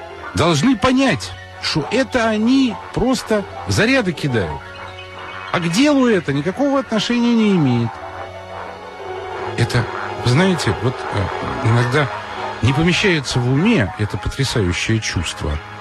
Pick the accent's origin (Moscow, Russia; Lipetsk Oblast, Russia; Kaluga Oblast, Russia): Moscow, Russia; я же москвич, я все это знаю прекрасно